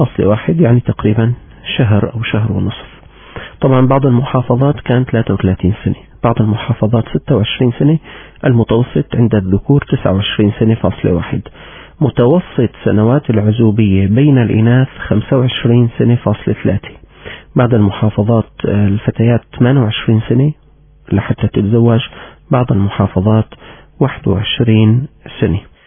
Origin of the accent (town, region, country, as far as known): Syria